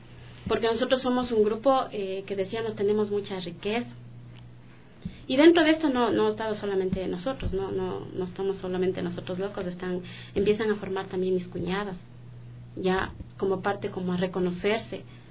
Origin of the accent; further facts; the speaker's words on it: Cotocollao, Pichincha, Ecuador; nosotros somos originarios de Cotocollao.